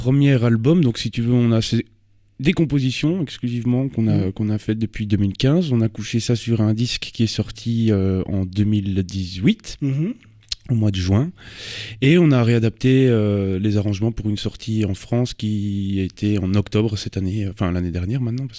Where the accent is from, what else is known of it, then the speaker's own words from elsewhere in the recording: Virton, Wallonia, Belgium; On est de Virton tous les trois, dans, dans le coin de Virton.